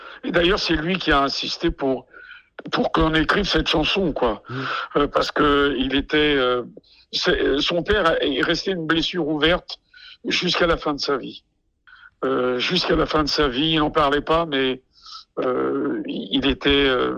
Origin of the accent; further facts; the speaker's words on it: Corsica, France; Et moi, en tant que Corse, les personnes âgées, c'est quelque chose de très important pour nous